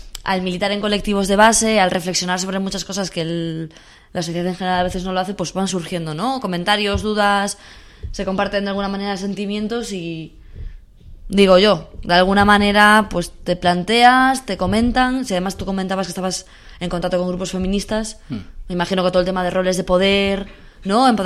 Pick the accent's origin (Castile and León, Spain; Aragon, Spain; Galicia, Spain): Galicia, Spain; yo soy gallega también del norte